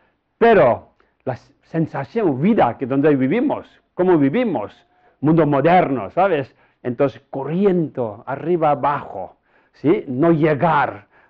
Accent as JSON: {"language": "Spanish", "region": "Tibet", "country": "China", "second_language": "Spanish", "lives_now": "Spain", "said": "Pero yo soy de Oriente, ¿sabes? De lejos de aquí, Tíbet, techo del mundo, Tíbet."}